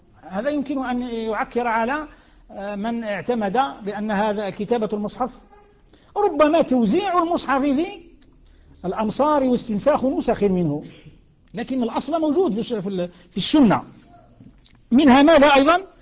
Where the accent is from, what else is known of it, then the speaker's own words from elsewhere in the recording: Algeria; كما نسموه احنا عندنا في الجزائر